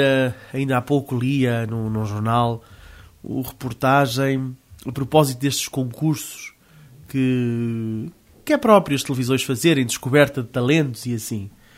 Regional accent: Portugal; Eu confesso-vos, como português, né, e eu sou patriota

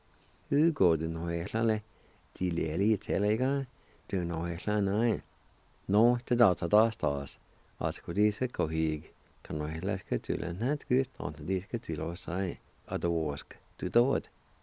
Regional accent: Jay, Oklahoma, United States; We knew each other for many, many years. We grew up together in Jay, not too far apart.

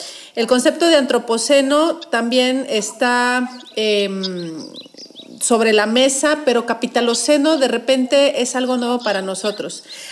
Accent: Mexico; yo creo que como buenos mexicanos también nos gustan los desayunos consistentes y poderosos para arrancar el día.

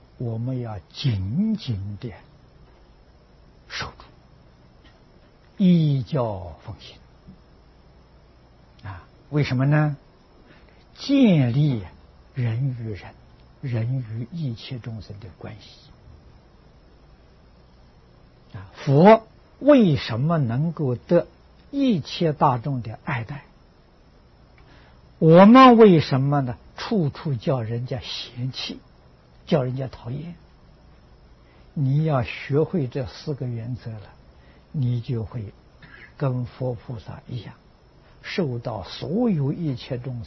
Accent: China; 我们中国人所谓的吧，爱人者人恒爱之啊

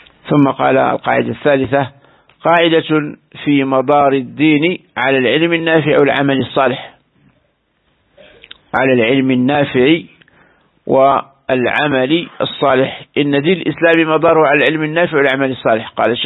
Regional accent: Algeria; كثير من بلدان رأيناها هنا في بلدنا الجزائر

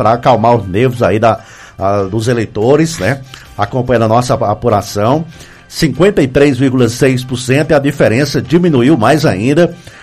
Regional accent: Fronteiras, Piauí, Brazil; Aí, município de Fronteiras, né? Minha terrinha lá, né?

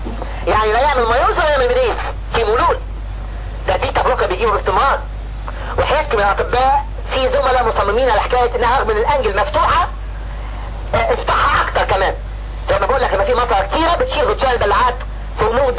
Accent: Egypt; الناس عندنا في مصر اي واحد عنده اكتئاب يقول له روح خد اميتريبتالين

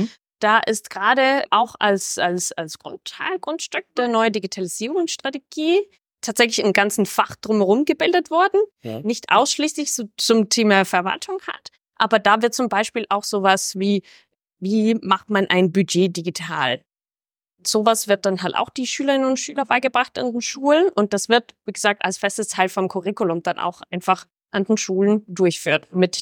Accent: Denmark; Ich bin Dänin, deswegen ergänzen wir uns so gut.

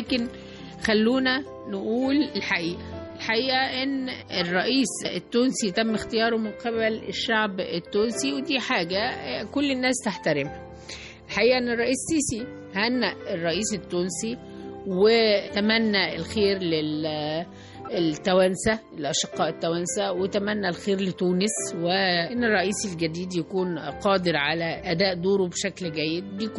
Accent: Egypt; احنا مصريين بنحب بلدنا وبنلتزم بسياستها الخارجية

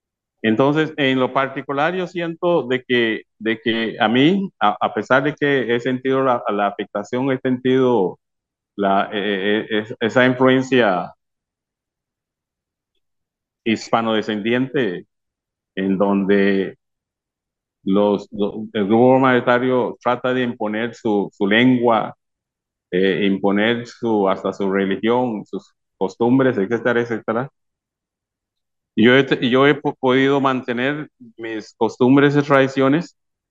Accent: Limón, Costa Rica; also born or lived in Panama; Nosotros nacimos por accidente en Panamá, después mis padres regresan a Costa Rica y nos mantenemos dentro de ese medio ambiente limonense. En esos entonces ya en los años 50, siendo chiquillos

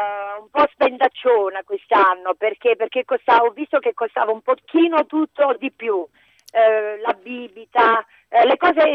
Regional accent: Potenza, Basilicata, Italy; praticamente io sono nata a Potenza, quindi in mezzo alle colline

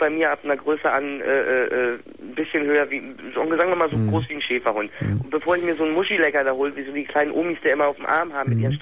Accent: Remscheid, North Rhine-Westphalia, Germany; moved away as an adult; now in Schleswig-Holstein, Germany; Ursprünglich komme ich ja aus Remscheid und mich hat es nach dem Norden verschlagen, weil ich beim Bund war

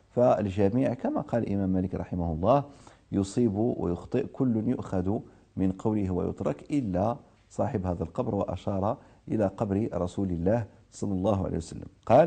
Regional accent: Morocco; لأحد المؤرخين عندنا في المغرب

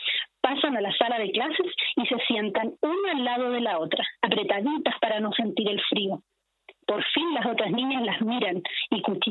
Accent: San Fernando, O'Higgins, Chile; yo soy de San Fernando, estuve acá también en la plaza con mis compañeras narradoras de San Fernando

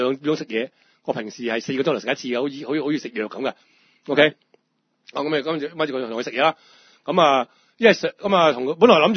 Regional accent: Hong Kong; 我香港人我都知。

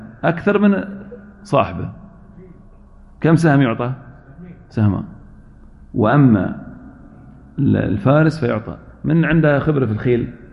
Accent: Al-Ahsa, Eastern Province, Saudi Arabia; وفي فرس عربي عندنا في الأحساء

